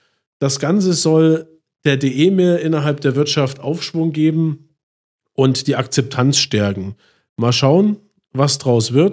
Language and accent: German; Chemnitz, Saxony, Germany